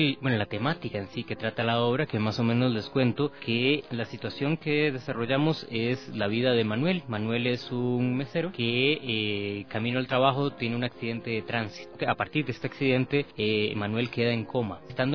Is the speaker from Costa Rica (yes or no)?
yes; Costa Rica; now in Quito, Ecuador; Yo soy costarricense, pero ya llevo 8 años de residencia aquí en Ecuador, en Quito.